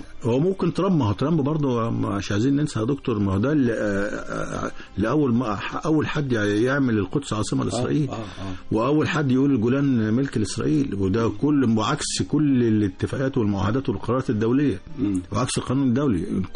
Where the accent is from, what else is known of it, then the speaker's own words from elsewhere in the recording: Egypt; وانا مواطن مصري وبنفس المعاناه